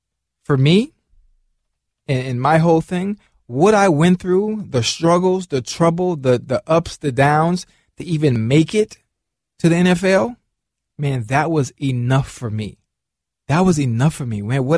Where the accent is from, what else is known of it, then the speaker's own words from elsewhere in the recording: Miami, Florida, United States; this is the funny thing about growing up in Miami and in Liberty City where I'm from.